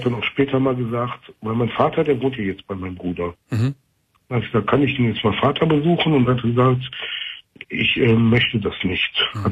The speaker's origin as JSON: {"language": "German", "region": "North Rhine-Westphalia", "country": "Germany", "said": "ich komme aus dem Kölner Raum"}